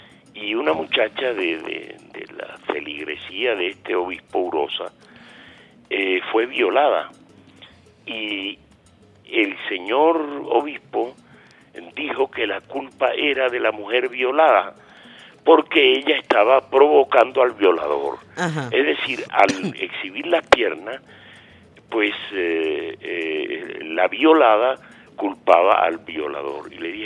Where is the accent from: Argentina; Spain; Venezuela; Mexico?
Venezuela